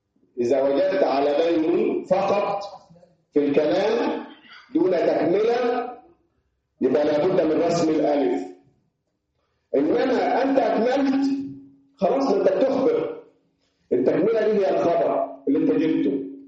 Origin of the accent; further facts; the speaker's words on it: Upper Egypt, Egypt; احنا عندنا في الصعيد ده وعلى غير الصعيدي اختصرنا كلمه ابن في الباء وحدها